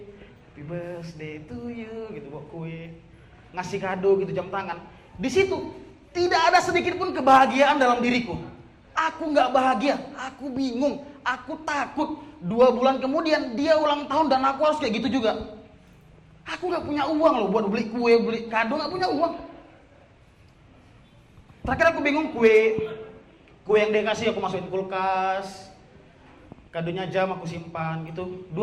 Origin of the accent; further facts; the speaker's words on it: Medan, North Sumatra, Indonesia; aku dari Medan, teman-teman.